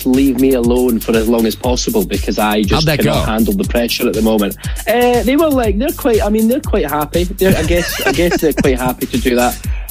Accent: Scotland, United Kingdom; I am the Scottish

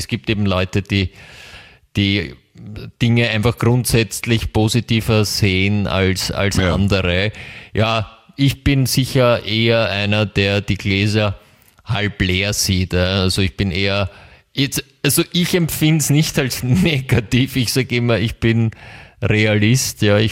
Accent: Germany; also ich komme ja aus Deutschland

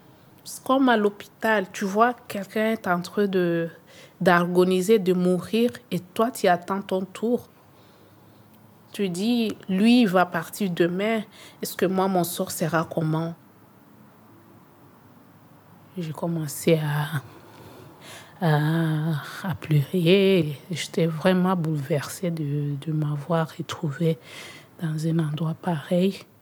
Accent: South Kivu, DR Congo; moved away as an adult; now in Belgium; j'ai 30 ans et je viens de République démocratique du Congo, précisément au site Kivu. Je suis arrivée en Belgique en 2014, mais je partais en France.

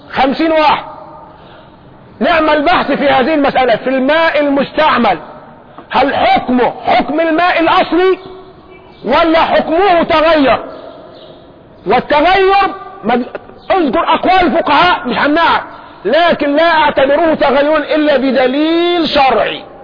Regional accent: Egypt; طب احنا عندنا في مصر هنا للأسف الشديد عندنا محنة كبيرة

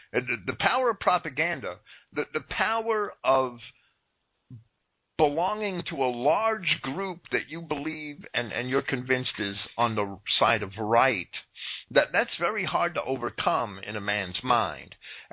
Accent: Jersey City, New Jersey, United States; I was fortunate in that I was raised in Jersey City and turned off from the Catholic Church. I was raised a Catholic

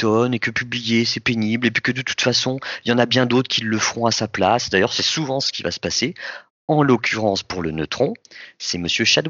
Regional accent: France; Nous, en France, on ne savait pas qui c'était.

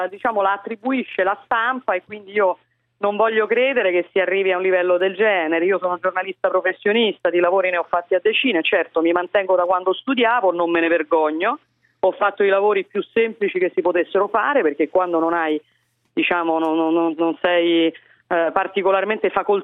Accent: Rome, Lazio, Italy; sono romana, mi candido sindaco a Roma

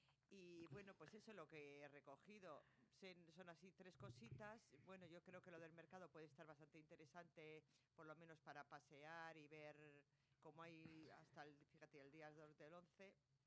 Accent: Bilbao, Basque Country, Spain; Porque sí, porque nosotros somos así, los de Bilbao.

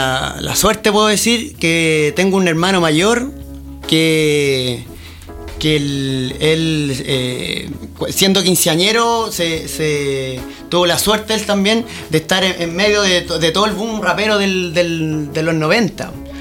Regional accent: Pudahuel, Santiago Metropolitan Region, Chile; Por cosas de la vida yo me fui de Pudahuel el 2001, 2002 cuando nació mi hijo y puta, anduve pululando por acá, por allá. Cuento corto, volví a Pudahuel 2008

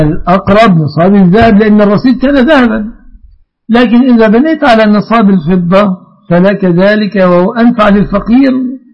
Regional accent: Egypt; أهنا كمصريين

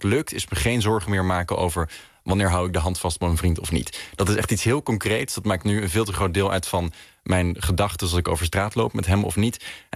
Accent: Haarlem, North Holland, Netherlands; now in Amsterdam, Netherlands; Ik ben opgegroeid in Haarlem. Ik woon in Amsterdam.

